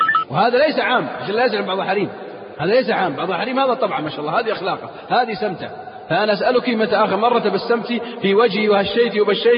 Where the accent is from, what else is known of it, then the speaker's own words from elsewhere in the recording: Saudi Arabia; ليس في بلادنا السعودية